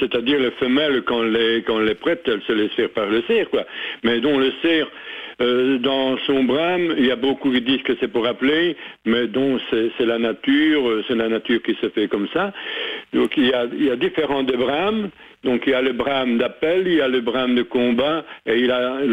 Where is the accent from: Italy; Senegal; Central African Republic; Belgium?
Belgium; Saint-Hubert, Wallonia; on est en plein dedans à l'heure actuelle, en tout cas chez nous à Saint-Hubert